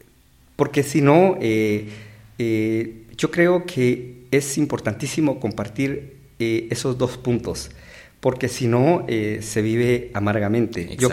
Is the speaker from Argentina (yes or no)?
no; San Pedro Sacatepéquez, San Marcos, Guatemala; born there; yo vengo del interior del país. Nací en San Marcos, en San Pedro, Zacatepeques. Realicé mis estudios aquí en la capital